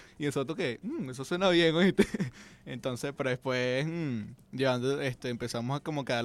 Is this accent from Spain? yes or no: no; Venezuela; como músico y también como humano y como venezolano